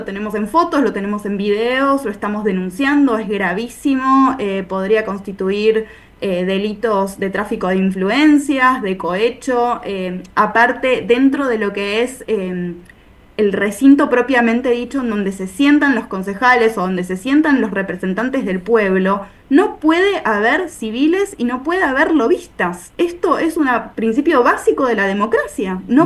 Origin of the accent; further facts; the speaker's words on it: Brandsen, Buenos Aires Province, Argentina; yo soy particularmente de Bransen, pero no todos somos de Bransen